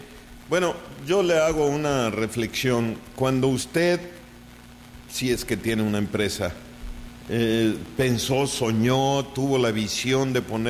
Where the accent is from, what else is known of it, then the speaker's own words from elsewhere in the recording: Mérida, Yucatán, Mexico; bueno, pues somos de Mérida, ¿qué no?